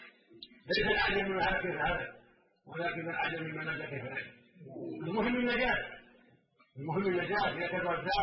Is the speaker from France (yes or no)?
no; Oman; الى بلادنا عمان